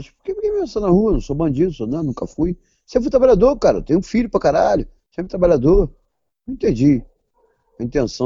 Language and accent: Portuguese; Rio de Janeiro, Brazil; eu sou cria de Irajá, parceiro. Irajá aqui.